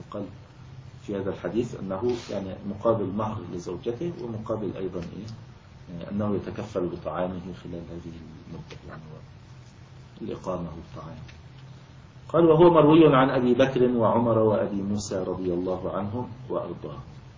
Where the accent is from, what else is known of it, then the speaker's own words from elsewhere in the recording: Egypt; ويعني كان موجود عندنا في مصر الوقت قريب يعني في القرى وكذا